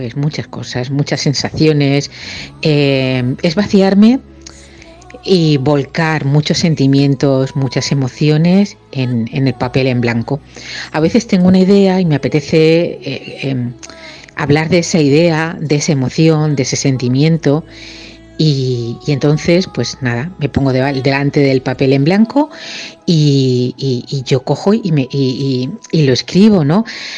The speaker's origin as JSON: {"language": "Spanish", "region": "Region of Murcia", "country": "Spain", "lives_now": "Valencia, Spain", "said": "tengo 51 años, vivo en Valencia, aunque soy murciana."}